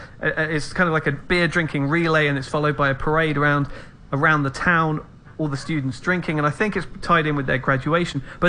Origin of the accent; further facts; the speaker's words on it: England, United Kingdom; I think that you're an Englishman, I'm an Englishman, and I think there is a European sensibility or attitude towards drinking